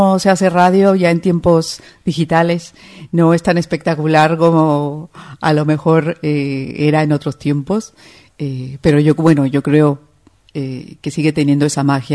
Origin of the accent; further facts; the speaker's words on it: Madrid, Community of Madrid, Spain; como nosotras venimos de Madrid